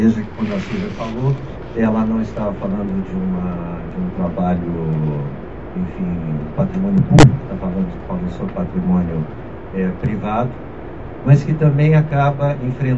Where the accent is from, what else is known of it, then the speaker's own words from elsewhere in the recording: Rio Grande, Rio Grande do Sul, Brazil; da cidade do Rio Grande, onde eu nasci, cresci e vivi.